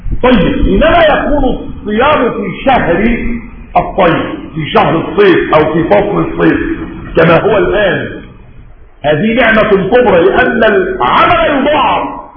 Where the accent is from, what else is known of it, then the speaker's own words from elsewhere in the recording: Egypt; حتى احنا مصريين بنقول رمضان كريم